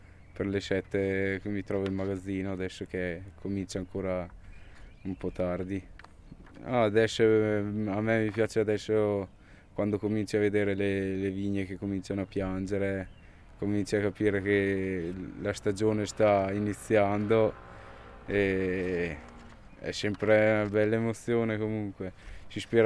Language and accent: Italian; Besenello, Trentino-Alto Adige, Italy; sono di Besenello e ho 21 anni e ho studiato presso l'Istituto Agrario di San Michele.